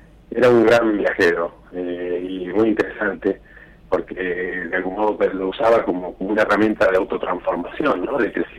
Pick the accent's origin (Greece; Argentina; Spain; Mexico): Argentina; Neuquén; now in Buenos Aires, Argentina; Pero yo como que soy neuquino, entonces puedo, aunque estoy en Buenos Aires, identifiqué ese detalle.